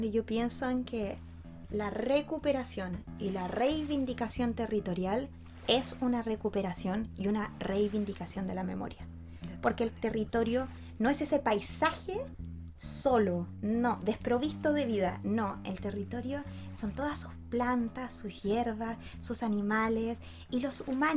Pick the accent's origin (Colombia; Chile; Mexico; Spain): Chile; que somos ciudadanos de Chile